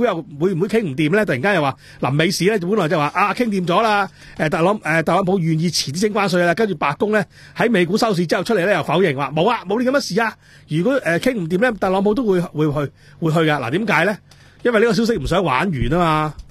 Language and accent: Cantonese; Hong Kong; 我諗我哋香港人早餐都要50,000以上咯